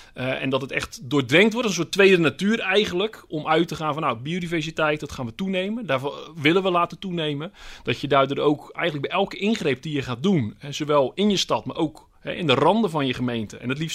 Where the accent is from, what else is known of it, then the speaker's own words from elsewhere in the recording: Vlaardingen, South Holland, Netherlands; Ik kom uit Vlaardingen, daaraan grenst, hè, het Midden-Delflandgebied.